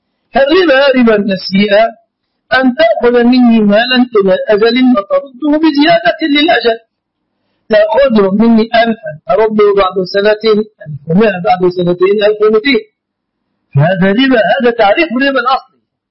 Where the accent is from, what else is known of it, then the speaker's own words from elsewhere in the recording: Egypt; عندنا في مصر